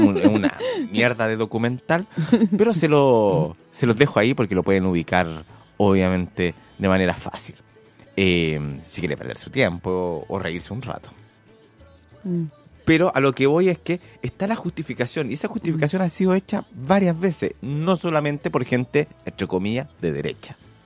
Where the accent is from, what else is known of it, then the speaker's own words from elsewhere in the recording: Argentina; Yo me crié en la Argentina porque me salvaron.